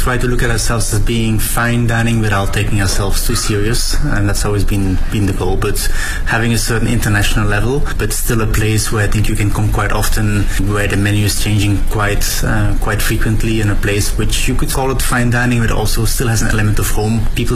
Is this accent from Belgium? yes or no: yes; Belgium; now in Beijing, China; I'm the owner of TRB, I'm originally from Belgium.